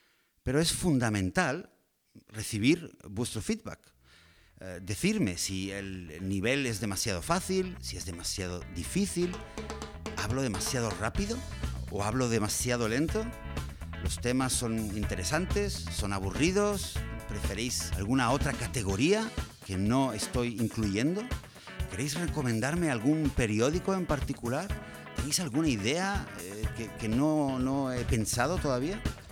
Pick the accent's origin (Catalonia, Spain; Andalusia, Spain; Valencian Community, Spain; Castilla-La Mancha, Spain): Catalonia, Spain; Barcelona; Soy de Barcelona, padre de dos niñas